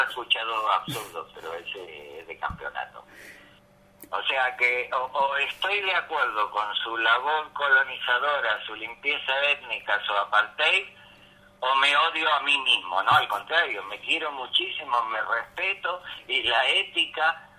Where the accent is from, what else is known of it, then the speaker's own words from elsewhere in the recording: Argentina; born there; yo que nací en la Argentina, tengo derecho a la ciudadanía israelí